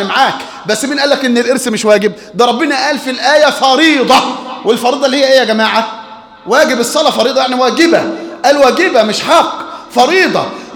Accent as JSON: {"language": "Arabic", "country": "Egypt", "said": "عندنا في مصر"}